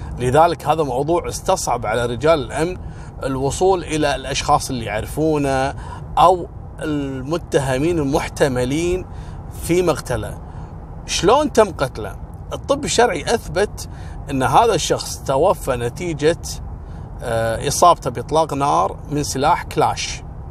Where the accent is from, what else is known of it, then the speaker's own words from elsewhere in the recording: Kuwait; وهذا نفس القصص اللي حصلت عندنا في الكويت في بيت السالمية